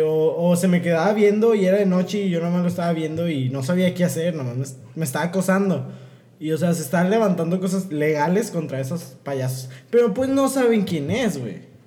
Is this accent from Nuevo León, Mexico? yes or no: yes; Monterrey, Nuevo León, Mexico; yo era tu fan de niño porque soy regio.